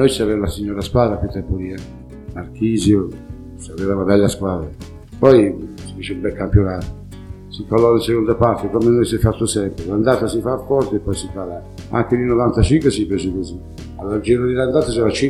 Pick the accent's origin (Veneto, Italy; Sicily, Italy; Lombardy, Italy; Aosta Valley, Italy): Veneto, Italy; Padua; now in Montevarchi, Italy; Io sono di Padova.